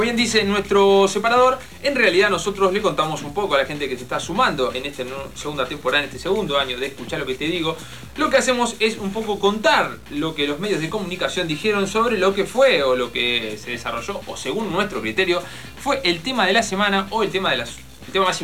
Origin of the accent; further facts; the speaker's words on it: La Plata, Buenos Aires Province, Argentina; Me vuelvo a mi ciudad natal, vuelvo a vivir a la ciudad de las Diagonales, me vuelvo a La Plata a vivir. Esta es mi última noche viviendo en Capital.